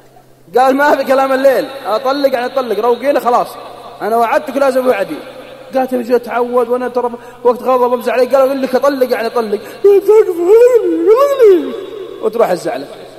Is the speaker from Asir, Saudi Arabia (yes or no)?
no; Al-Qassim, Saudi Arabia; بعطيكم شيء متأكد منه عندنا في القصيم